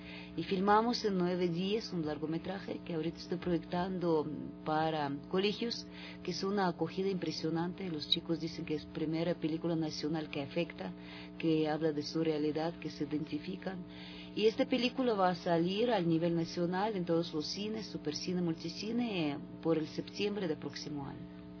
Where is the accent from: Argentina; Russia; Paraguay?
Russia; Spanish is a second language; moved away; Yo soy rusa, vivo aquí 25 años, pero realmente de rusa quedó solo acento, porque realmente